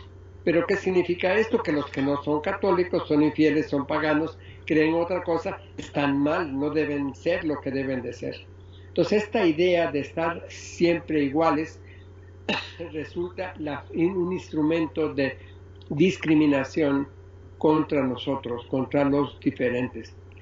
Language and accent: Spanish; Oaxaca, Mexico; que todos somos humanos, que todos somos oaxaqueños, que todos somos mexicanos